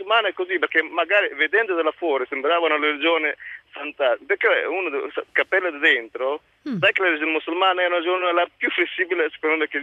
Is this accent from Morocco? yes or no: yes; Morocco; now in Italy; Io sono del Marocco.